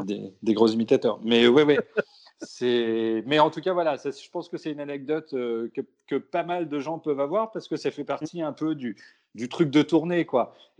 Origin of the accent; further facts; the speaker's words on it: Brittany, France; Surtout quand on est breton et tout, donc il y a un côté identitaire et tout qui est chouette.